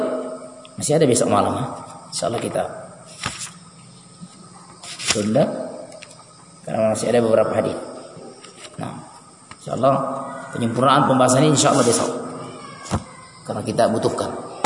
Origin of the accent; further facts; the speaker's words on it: Polmas, West Sulawesi, Indonesia; pernah terjadi di kampung saya dulu, tempat lahir saya dulu di Polmas